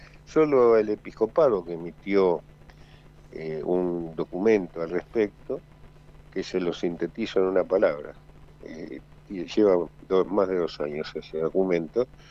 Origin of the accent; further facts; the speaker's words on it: Argentina; Desgraciadamente luego me enteré de los hechos posteriores, como tantos argentinos, por la televisión.